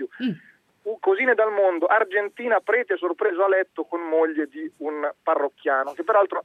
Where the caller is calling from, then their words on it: Savona, Liguria, Italy; Buongiorno da Savona.